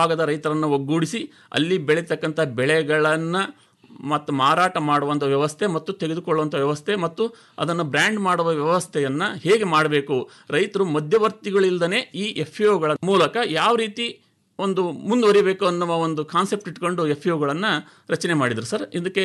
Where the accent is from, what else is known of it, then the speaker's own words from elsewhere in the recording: Udutadi, Karnataka, India; ನಮ್ಮ ಊರು ಒಂದು ಶಿವಶರಣರ ನಾಡು. ಶಿಕಾರ್ಪುರ ಅಂದರೆ ಶಿವಶರಣರ ನಾಡು ಅಂತಲೇ ಪ್ರಖ್ಯಾತಿಯನ್ನು ಹೊಂದಿರತಕ್ಕಂತಹ ನಾಡು.